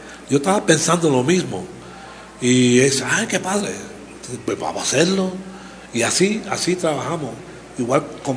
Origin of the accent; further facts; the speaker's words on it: Puerto Rico; lo que yo soy, un puertorriqueño, hispano, negro, indígena